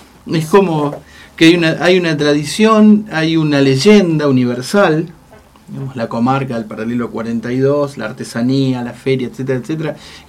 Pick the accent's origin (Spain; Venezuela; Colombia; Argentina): Argentina; Pampas; una interna en mi pueblo, así la Pampa Húmeda.